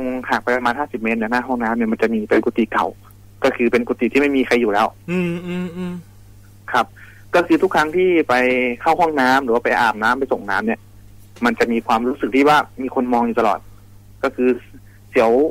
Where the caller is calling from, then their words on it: Bangkok, Thailand; อยู่แถวดินแดงครับผม